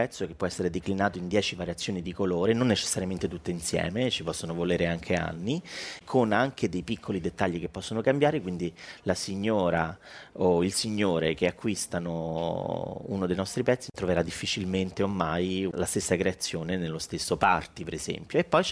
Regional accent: Rome, Lazio, Italy; io sono romano

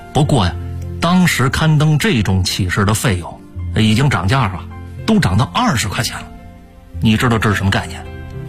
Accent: Taihe, China; 因为我老家太和乡也在山区，就跟那口头乡挨着，我们那个小山村也一样，小伙子长大了也愁娶媳妇儿

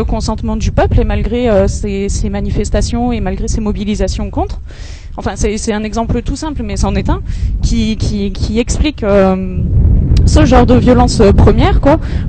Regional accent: Perpignan, Occitanie, France; Moi et mon copain qui est pas là, on vient de Perpignan.

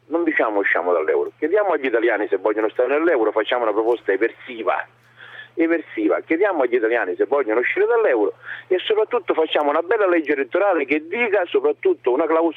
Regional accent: Syracuse, Sicily, Italy; now in Palermo, Italy; Allora, intanto io vengo da Siracusa e sono qui a Palermo.

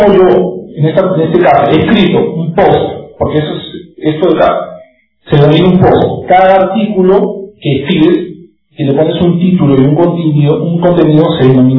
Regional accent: Trujillo, La Libertad, Peru; porque somos una comunidad peruana, obvio, la idea es promocionar los blogs peruanos. Y como somos también una comunidad trujillana

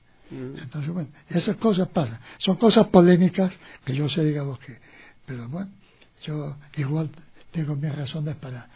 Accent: Quito, Pichincha, Ecuador; also born or lived in Guayaquil; porque yo, si bien yo nací en Guayaquil, ¿no?, pero en cambio yo viví en Quito desde los 5 años.

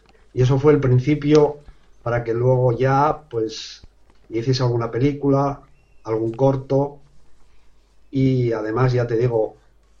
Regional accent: Gijón, Asturias, Spain; Soy de Gijón, Asturias.

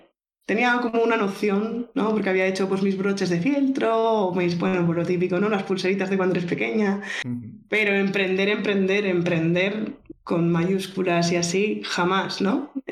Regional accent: Barcelona, Catalonia, Spain; born there; Nací en Barcelona, me he estado moviendo de lado a lado, mudanzas por el trabajo de mi padre en un principio, por estudiar después luego yo, por querer vivir en otro país después

